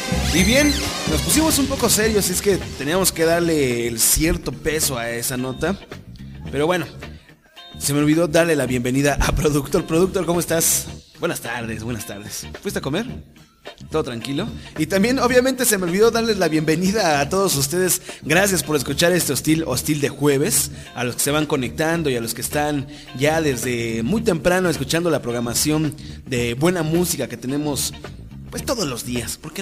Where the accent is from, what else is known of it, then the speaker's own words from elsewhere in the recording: Mexico; soy mexicano, ya no puedo transitar por México